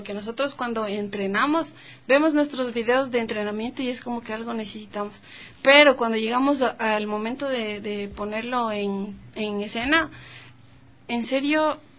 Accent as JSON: {"language": "Spanish", "country": "Ecuador", "said": "todos los bailarines somos de Ecuador."}